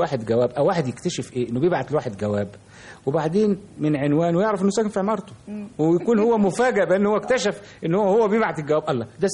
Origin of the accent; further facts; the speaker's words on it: Damietta, Damietta Governorate, Egypt; لان انا كنت تربيت طفولتي في دمياط، ودمياط كان لها تقاليد مختلفة كثيرا عن القاهرة.